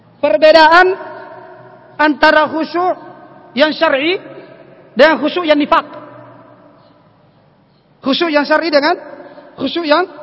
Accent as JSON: {"language": "Indonesian", "town": "Kajang", "region": "South Sulawesi", "country": "Indonesia", "tie": "born or raised there", "said": "Kalau di kampung saya di Kajang, di Bulukumba daerah Kajang sana, itu khusyuknya seperti itu, ya."}